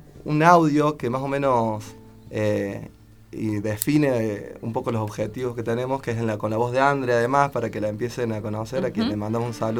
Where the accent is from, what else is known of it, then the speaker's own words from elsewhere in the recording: Córdoba, Argentina; vengo de Córdoba.